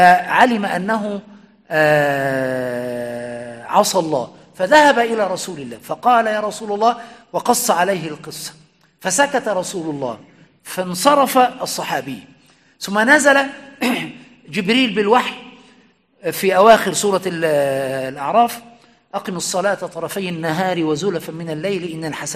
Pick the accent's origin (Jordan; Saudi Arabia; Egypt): Egypt; لأن التقعيد عندنا في مصر